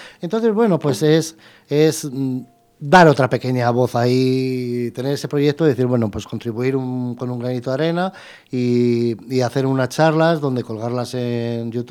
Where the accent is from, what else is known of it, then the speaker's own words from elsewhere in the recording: Madrid, Community of Madrid, Spain; Soy madrileño y amo mi ciudad